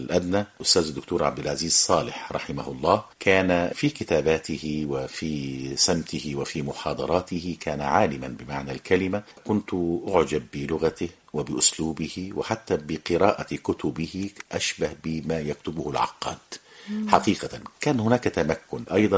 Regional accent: Aswan Governorate, Egypt; احنا قريتنا كانت قريبة من قرية الكوم الأحمر اللي هي قامت على أطلال مدينة نخن المصرية القديمة التي كانت عاصمة لمملكة الجنوب

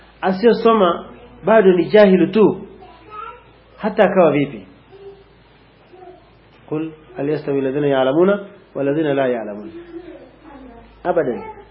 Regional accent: Mwanza, Tanzania; sisi tumetokea Mwanza. … ni mwalimu wa dini.

